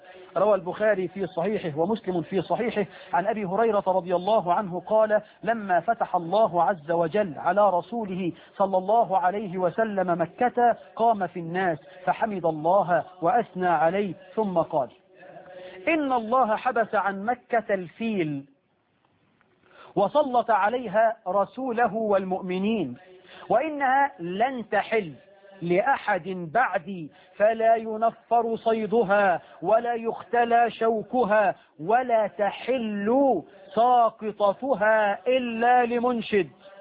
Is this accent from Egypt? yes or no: yes; Egypt